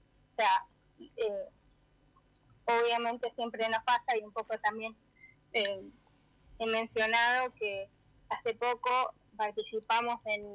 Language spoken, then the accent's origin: Spanish; Santa Rosa, La Pampa, Argentina; born there; Yo nací en Santa Rosa, así que soy pampeana